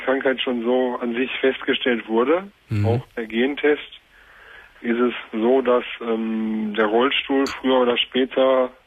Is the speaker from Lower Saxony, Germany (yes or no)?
no; Bochum, North Rhine-Westphalia, Germany; Ich komme aus Bochum.